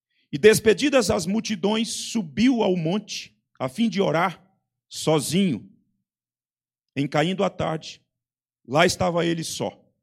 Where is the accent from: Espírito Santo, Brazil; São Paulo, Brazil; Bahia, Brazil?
Espírito Santo, Brazil; eu desconhecia, embora sendo capixaba, desconhecia